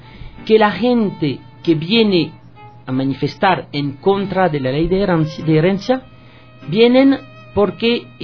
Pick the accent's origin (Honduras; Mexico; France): France; accent: French; Spanish is a second language; now in Ecuador; Ustedes ya han adivinado con este acentito feo que yo tengo, que yo vengo de Francia.